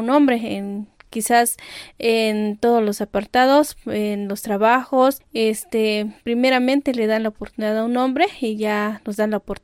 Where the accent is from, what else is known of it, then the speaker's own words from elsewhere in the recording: Las Margaritas, Chiapas, Mexico; soy del Ejido Veracruz, municipio de Las Margaritas, Chiapas